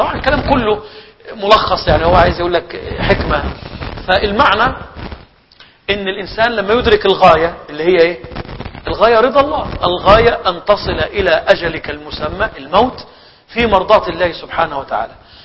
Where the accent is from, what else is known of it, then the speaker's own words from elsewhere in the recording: Egypt; والله انا شفت ناس عندنا في مصر